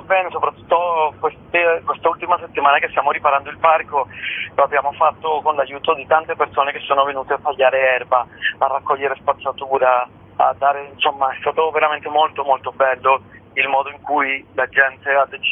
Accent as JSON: {"language": "Italian", "country": "Venezuela", "tie": "born or raised there", "said": "io sono cresciuto in Venezuela. E ho deciso di tornare ad Amantea, nel paese dei miei nonni"}